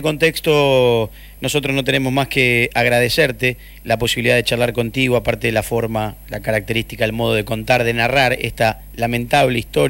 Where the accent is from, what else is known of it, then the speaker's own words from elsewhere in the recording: Argentina; nosotros como argentinos